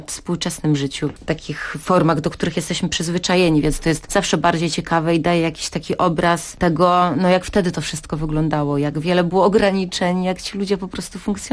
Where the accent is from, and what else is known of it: Kołobrzeg, West Pomeranian Voivodeship, Poland; also born or lived in Dygowo